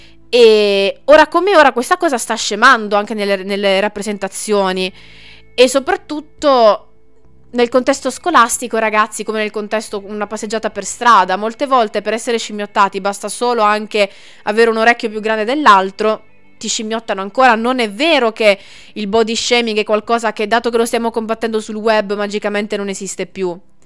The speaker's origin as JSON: {"language": "Italian", "town": "Bari", "region": "Apulia", "country": "Italy", "said": "io sono di Bari, ho studiato prevalentemente in Puglia"}